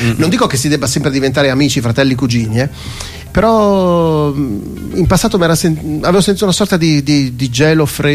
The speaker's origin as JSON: {"language": "Italian", "region": "Friuli-Venezia Giulia", "country": "Italy", "said": "Io sono friulano e i friulani si vantano di bere molto"}